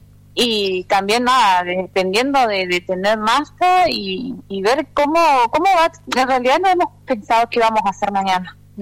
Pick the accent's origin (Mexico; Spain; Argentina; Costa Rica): Argentina; El Maitén, Chubut; yo soy de Maitén, mi love está allá, mi raíz es de ahí, mi amor más grande está en la comunidad, pero hoy yo estoy desarrollando mi vida acá